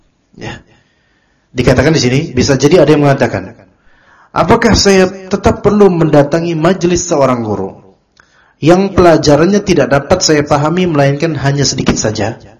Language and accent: Indonesian; Java, Indonesia; Ternyata karakter di sana beda dengan karakter kita orang Pulau Jawa